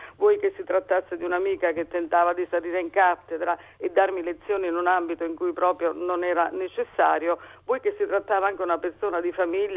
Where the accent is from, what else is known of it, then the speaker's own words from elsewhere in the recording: Naples, Campania, Italy; io sono napoletana